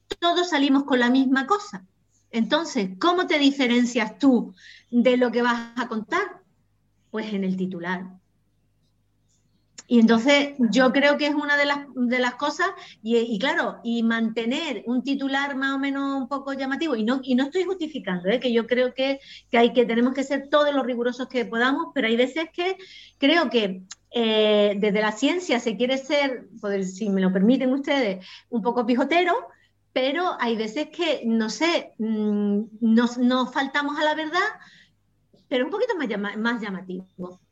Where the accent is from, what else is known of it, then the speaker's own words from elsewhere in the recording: Canary Islands, Spain; now in Almería, Spain; yo soy de Canarias, y allí teníamos, no soy de Tenerife, soy de Gran Canaria